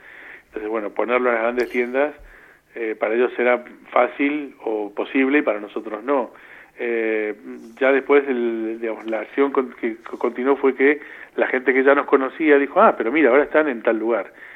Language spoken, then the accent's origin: Spanish; Buenos Aires, Argentina; born there; Pues yo soy nacido en La Paternal.